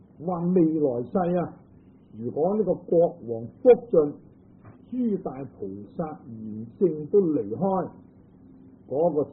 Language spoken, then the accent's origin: Chinese; Guangdong, China; 即是我们广东人说的弟弟啊